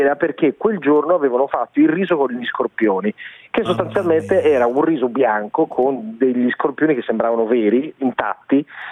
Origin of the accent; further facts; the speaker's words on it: Bergamo, Lombardy, Italy; Cioè, sì, oggi nella fattispecie sono bergamasco, assolutamente sì.